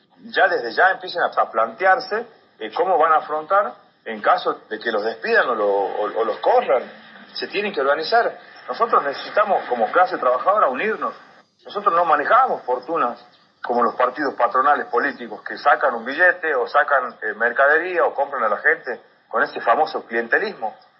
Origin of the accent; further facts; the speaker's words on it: El Talar, Jujuy, Argentina; Soy el que más permanece acá porque yo soy del Talar, un pueblito que está a 65 kilómetros.